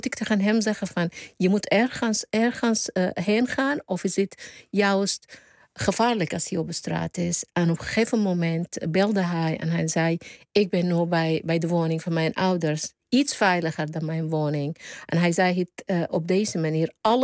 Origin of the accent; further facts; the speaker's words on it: Sudan; Dutch is a second language; now in Netherlands; op het moment wordt geschoten in Sudan, waar ik vandaan kom.